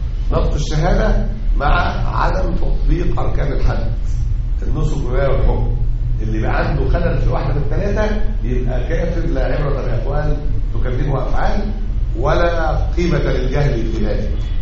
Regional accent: Egypt; أعني مسألة الأحداث الأخيرة اللي عندنا في مصر دي

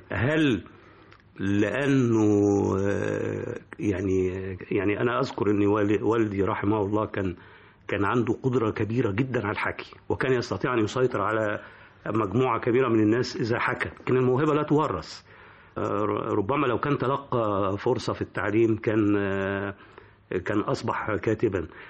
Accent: Cairo, Cairo Governorate, Egypt; also born or lived in Upper Egypt; نشأت في الجمالية، فأنا صعيدي المولد قاهري النشأة.

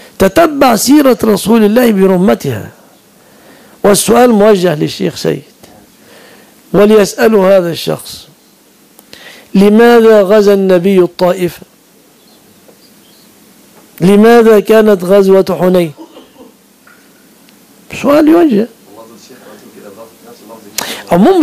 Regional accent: Egypt; كنا عياذا بالله سنكون من أهل الضلال إذا لم تفتح بلادنا مصر

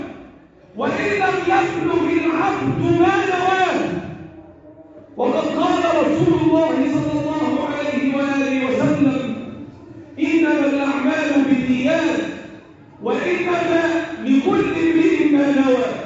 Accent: Egypt; اللهم احفظ بلدنا مصر وسائر بلاد

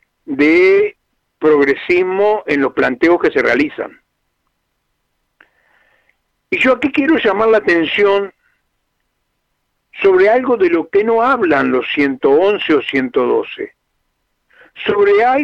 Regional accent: Uruguay; Somos todos los uruguayos y uruguayas.

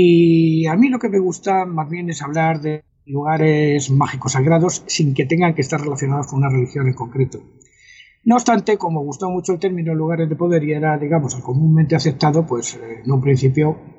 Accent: El Escorial, Community of Madrid, Spain; el monasterio del Escorial, que como tú sabes, es mi pueblo.

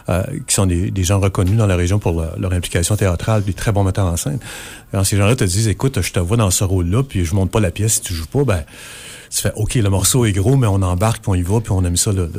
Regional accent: La Tuque, Quebec, Canada; moi, je suis originaire de la Tuque, hein, alors au mois de mai, on nageait

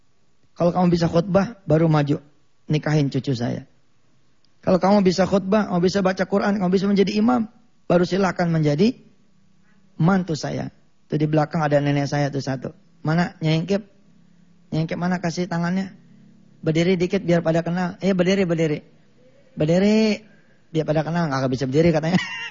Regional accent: Jakarta, Indonesia; Kalau saya orang Betawi ini kira-kira begini.

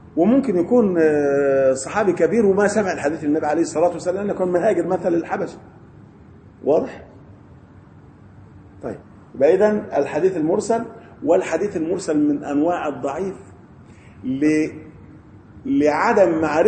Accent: Egypt; احنا عندنا في مصر قبر في بني شويف

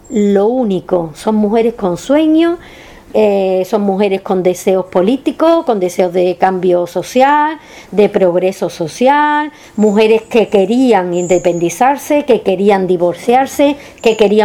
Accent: Carmona, Andalusia, Spain; Yo tuve la suerte, sabéis que soy de Carmona

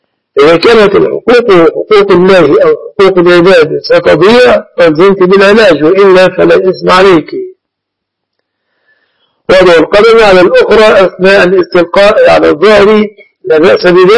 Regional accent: Egypt; وإما في بلادنا مصر مثلا إن استطعت أن تقول نصف الشعب المصري ساكن مؤزر

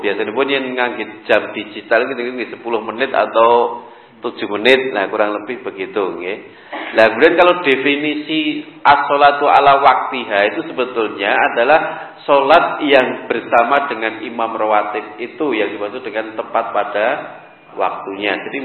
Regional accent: Surakarta, Central Java, Indonesia; kebetulan saya juga orang Solo

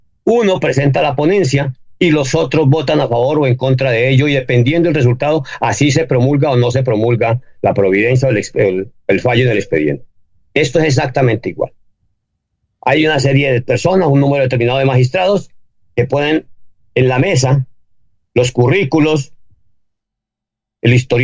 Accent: Colombia; mira, yo como colombiano y como buen patriota

